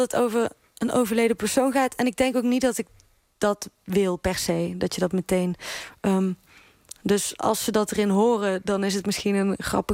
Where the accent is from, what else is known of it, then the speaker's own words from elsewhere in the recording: Netherlands; accent: soft G; En ik heb besloten om die zachte G echt te bewaken. Dus die zachte G, die blijft.